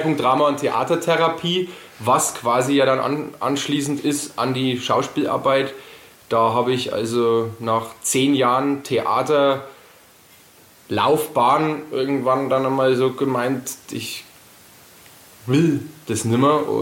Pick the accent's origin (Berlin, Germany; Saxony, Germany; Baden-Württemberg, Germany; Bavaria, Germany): Bavaria, Germany; Hof; und ich komme aus Hof. Und da habe ich alles ein wenig wahrscheinlich davon.